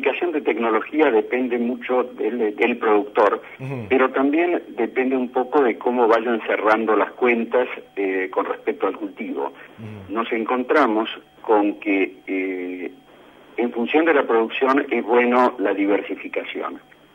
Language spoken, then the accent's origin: Spanish; Argentina; responsabilidad como productores y como argentinos